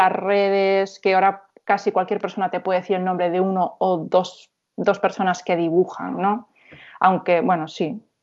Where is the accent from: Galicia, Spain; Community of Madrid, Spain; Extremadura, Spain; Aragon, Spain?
Galicia, Spain; A Coruña; aparte yo soy de Monte Alto, que si conoces la ciudad es como uno de los barrios más kinkies y así.